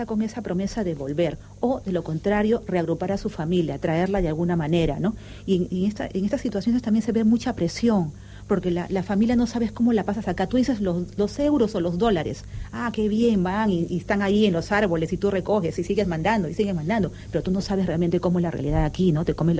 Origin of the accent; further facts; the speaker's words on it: Peru; now in Spain; yo soy peruana